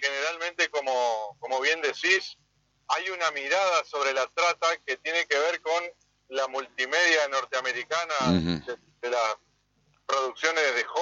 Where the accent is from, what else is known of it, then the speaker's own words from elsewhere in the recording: Argentina; como cualquier argentino, estamos a favor de la cultura del trabajo